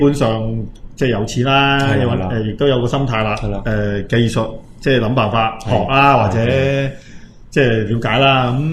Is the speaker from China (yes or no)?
no; Taiwan; 咁我都係台灣人